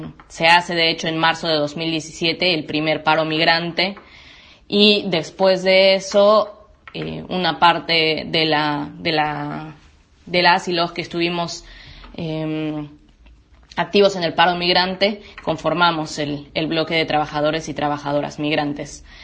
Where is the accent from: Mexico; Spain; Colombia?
Mexico; moved away as an adult; now in Argentina; soy de México y vivo acá en Argentina desde marzo de 2016, hace 3 años y medio aproximadamente.